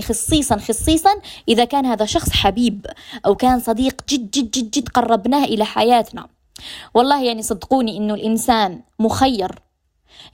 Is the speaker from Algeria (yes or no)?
yes; Algeria; accent: Algerian; كاين ناس من ليبيا، كاين ناس من تونس، من المغرب، هما يفهموا علينا، يفهموا على لهجتنا الجزائرية